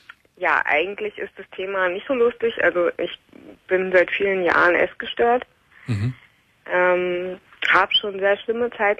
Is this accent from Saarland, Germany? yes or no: yes; Saarland, Germany; now in Berlin, Germany; Ich komme eigentlich aus dem Saarland, aber ich bin jetzt schon länger in Berlin, als ich im Saarland gewohnt habe.